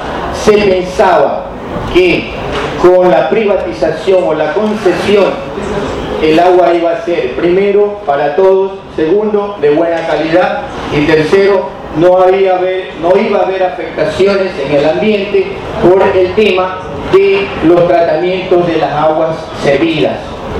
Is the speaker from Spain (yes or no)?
no; Guayaquil, Guayas, Ecuador; yo soy de Guayaquil, el país del cual vengo es Ecuador.